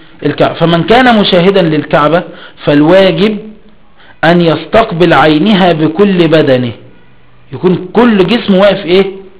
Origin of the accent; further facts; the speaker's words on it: Egypt; فخلينا في مصر، في مصر بقى بلدنا مصر